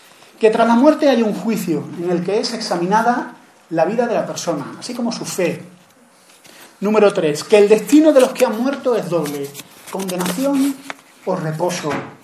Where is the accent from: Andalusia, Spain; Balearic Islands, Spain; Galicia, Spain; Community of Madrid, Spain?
Andalusia, Spain; Granada; en Granada, que es de donde yo soy.